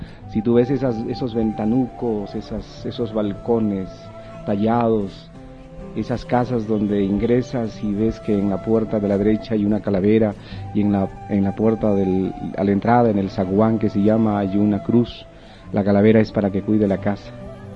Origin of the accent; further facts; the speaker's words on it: Calca, Cusco, Peru; born there; soy pintor. Yo nací en el Valle Sagrado de los Incas, en Calca, un pueblito que tiene unas montañas fabulosas y un paisaje muy lindo. Ahí nací a las 5 de la tarde, más o menos.